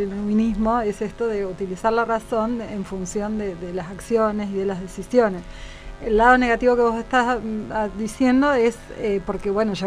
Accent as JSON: {"language": "Spanish", "country": "Argentina", "said": "¿Sos sudamericano? No, argentino."}